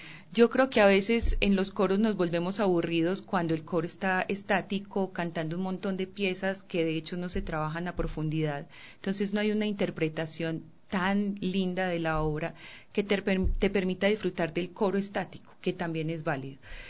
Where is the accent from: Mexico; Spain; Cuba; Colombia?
Colombia; now in Ecuador; pues para mí que soy colombiana fue una tremenda sorpresa